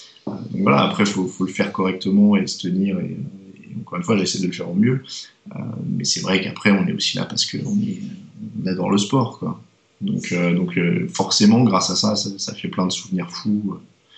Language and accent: French; France; t'as un accent, tu viens d'où? Ah, de France.